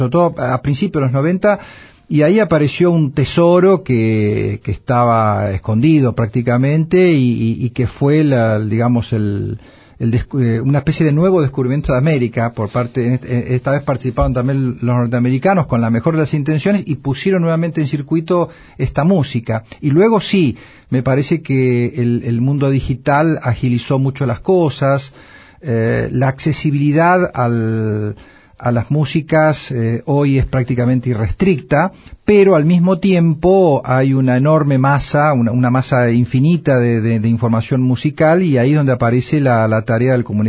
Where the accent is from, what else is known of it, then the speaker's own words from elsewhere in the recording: La Plata, Buenos Aires Province, Argentina; Anoche en la Ciudad de La Plata, de donde soy oriundo y donde vivo